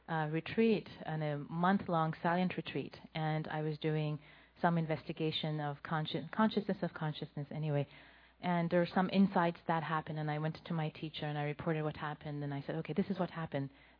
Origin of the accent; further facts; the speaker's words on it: Iran; now in United States; I also was born in Iran to a Muslim family. I was raised in Iran. And then I've lived in the U.S. for 20-some years, so I wasn't really raised in the Buddhist cultural context.